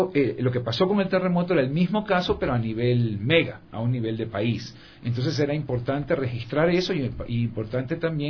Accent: Portoviejo, Manabí, Ecuador; a raíz del terremoto, pues yo soy de Puerto Viejo y tenía que quería ir a ver cómo estaba la ciudad

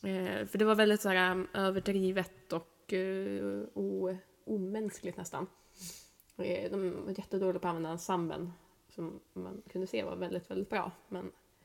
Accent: Stockholm, Stockholm County, Sweden; Ja, eller inte, säger jag som stockholmare.

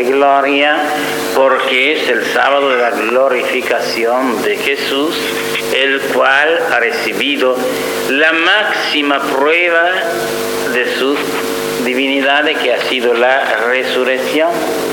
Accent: Italy; Spanish is a second language; moved away; Y el que yo estudié de niño en Italia añadía una palabra

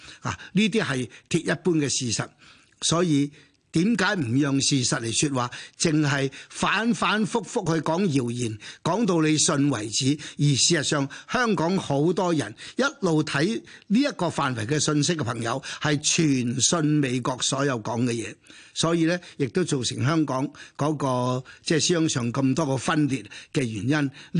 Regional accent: China; 所以我哋中國人無論你食肉，亦或係我哋食豆腐，都需要大量呢啲咁嘅蛋白質。

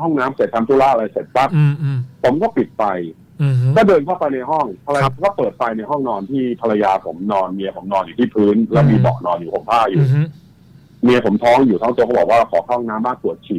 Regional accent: Bang Rachan, Sing Buri, Thailand; ที่สิงห์บุรีผมเนี่ยพื้นเพแม่ผมนะผมเป็นคนสิงห์บุรีคนบาลาจัน

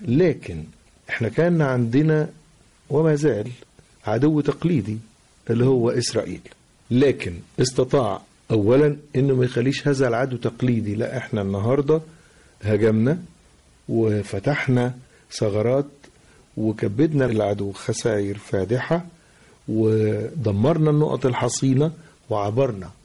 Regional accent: Tanta, Gharbia, Egypt; وقتها كنت في بلدي طنطا

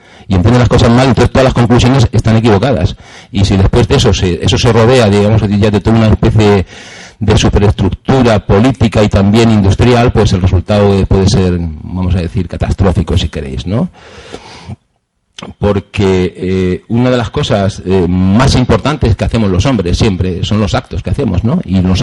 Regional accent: Region of Murcia, Spain; cerca de mi pueblo, un pueblo que está allí en las orillas del Mar Menor

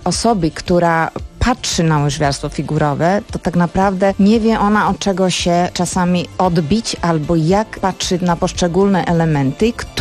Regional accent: Slovakia; Polish is a second language; ja jako Słowaczka byłam poproszona

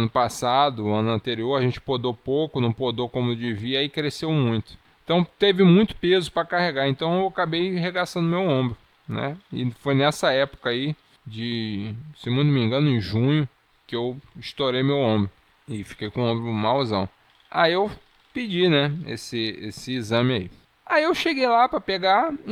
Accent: Niterói, Rio de Janeiro, Brazil; manter você conterrâneo ligado nos Paranauê da Cidade Sorriso da Boca Desdentada

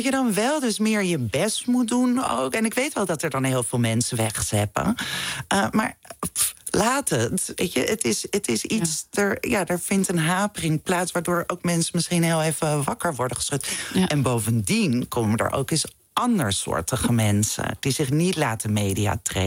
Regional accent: Amsterdam, North Holland, Netherlands; Ik ben geboren in de Jordaan in Amsterdam. Maar toen zijn we naar Zuid verhuisd, naar de Johannes Verhulstraat.

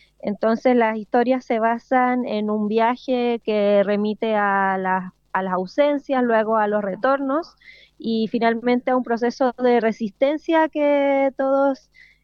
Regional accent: Punta Arenas, Magallanes, Chile; nosotros somos de Punta Arenas, Chile, que es la localidad más austral de Chile. A la altura de Río Gallegos más o menos

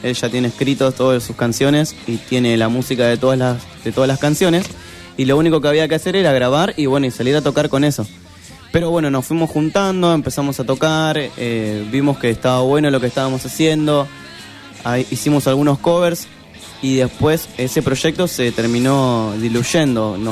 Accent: Berazategui, Buenos Aires Province, Argentina; Bueno, yo tengo 23 años, soy de Berazategui.

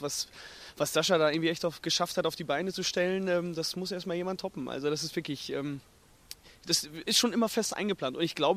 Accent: North Rhine-Westphalia, Germany; Ich komme ja auch aus dem Münsterland, von daher ist es noch mal mehr ein Anliegen.

